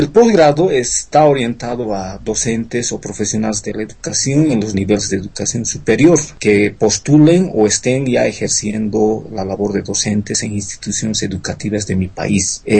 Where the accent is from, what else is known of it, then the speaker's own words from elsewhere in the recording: Bolivia; En mi país, en Bolivia, lamentablemente estamos muy rezagados